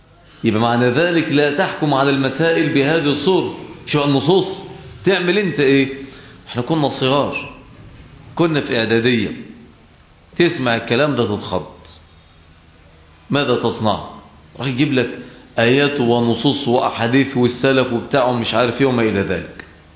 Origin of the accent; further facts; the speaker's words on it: Egypt; كان عندنا في مصر في فترة السبعينات فتنة كبيرة جدا، هي فتنة التكفير